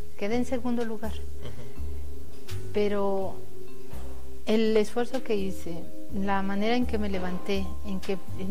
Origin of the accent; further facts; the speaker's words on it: Mexico; no hay esa dinámica como mexicanos y nos falta.